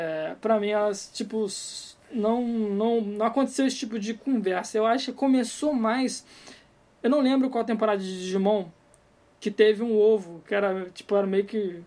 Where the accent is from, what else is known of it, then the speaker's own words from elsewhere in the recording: Rio de Janeiro, Brazil; Eu sou fluminense.